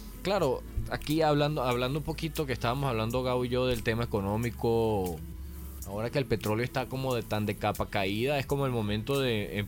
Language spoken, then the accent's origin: Spanish; Venezuela; nosotros como venezolanos nos interesa mucho que el tema de las energías alternativas eche para adelante